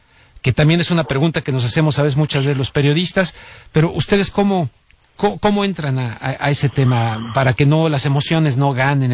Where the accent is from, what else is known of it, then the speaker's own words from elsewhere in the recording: Mexico; como mexicano que soy